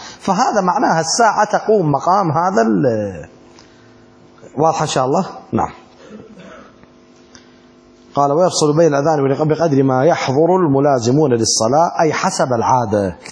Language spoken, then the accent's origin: Arabic; Iraq; أما عندنا بالعراق احنا نسوي الصلاة والسلام عليك